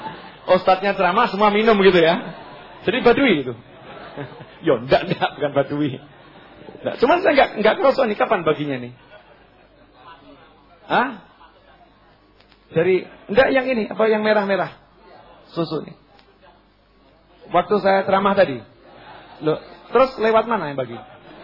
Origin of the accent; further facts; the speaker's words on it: Java, Indonesia; Ini kita orang Jawa ya begini nih, udah ini memang warisan leluhur ini.